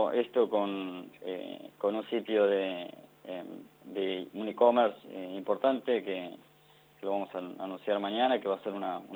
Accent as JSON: {"language": "Spanish", "town": "Choele Choel", "region": "Río Negro", "country": "Argentina", "said": "Choel, Río Negro."}